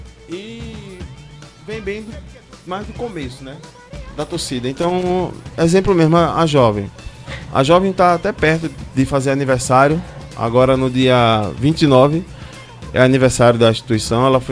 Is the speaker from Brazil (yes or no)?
yes; Pernambuco, Brazil; Sou pernambucano, adoro carnaval, né?